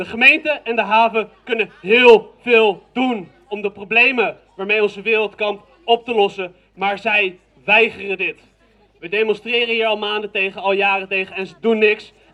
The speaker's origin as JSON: {"language": "Dutch", "town": "Rotterdam", "region": "South Holland", "country": "Netherlands", "said": "Als wij hier tegen in Rotterdam, waar ik vandaan kom"}